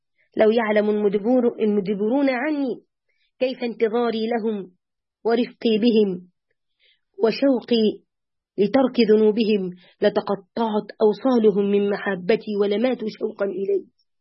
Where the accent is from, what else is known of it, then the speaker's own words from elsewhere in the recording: Egypt; ونتذكرهم ما كان من هؤلاء الفراعنة وإحنا مصريين